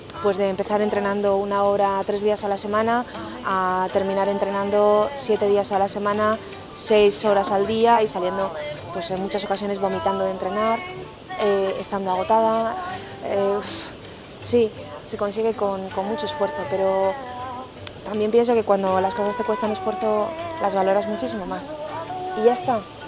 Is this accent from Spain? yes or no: yes; Spain; soy la deportista española con más medallas de la historia.